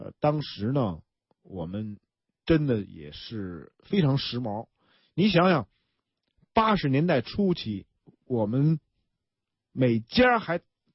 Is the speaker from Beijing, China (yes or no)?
yes; Beijing, China; 我在北京生北京长。